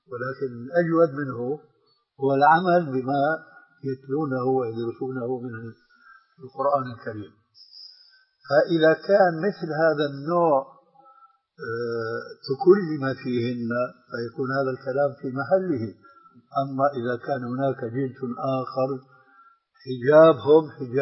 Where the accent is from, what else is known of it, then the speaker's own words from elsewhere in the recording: Damascus, Damascus Governorate, Syria; الآن أنت تعرف نوعا من هذه الفتيات التي يسمين عندنا في دمشق